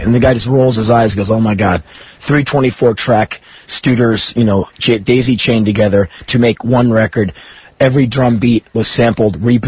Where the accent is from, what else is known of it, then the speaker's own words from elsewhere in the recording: United States; All I have is an opinion, and I'm, as an American, like, we're not in Stalinist Russia, are we?